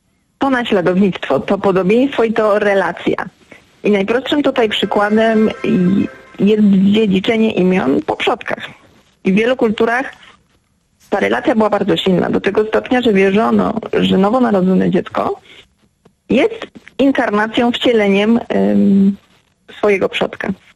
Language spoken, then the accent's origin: Polish; Gdańsk, Pomeranian Voivodeship, Poland; ja jestem z Gdańska i jestem z tym miastem bardzo związana.